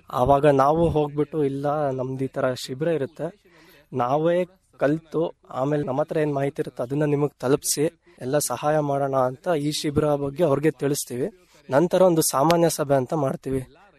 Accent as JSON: {"language": "Kannada", "town": "Shivamogga", "region": "Karnataka", "country": "India", "said": "ನಾನು ಶಿವಮೊಗ್ಗದಿಂದ ಬಂದಿದ್ದೇನೆ."}